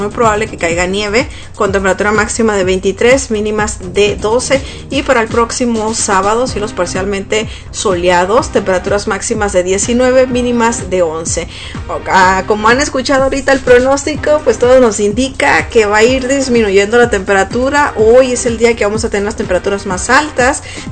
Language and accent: Spanish; Ciudad Obregón, Sonora, Mexico; esta canción que es de un grupo de Ciudad Obregón, Sonora, de mi tierra natal.